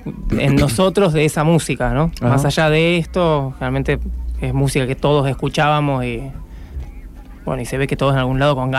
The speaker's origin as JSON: {"language": "Spanish", "region": "Buenos Aires", "country": "Argentina", "tie": "born there", "lives_now": "San Marcos, Argentina", "said": "Sí, somos todos nacidos en Buenos Aires y ya hace varios años viviendo en San Marcos."}